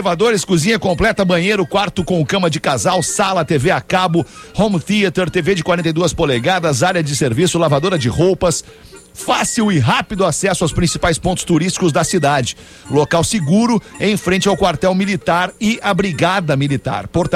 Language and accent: Portuguese; São Marcos, Rio Grande do Sul, Brazil; now in Rio Grande, Brazil; sou de São Marcos, da Serra Gaúcha, moro em Rio Grande